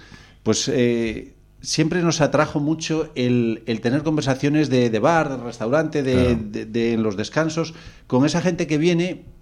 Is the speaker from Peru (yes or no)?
no; León, Castile and León, Spain; Yo soy de León, nacido en León.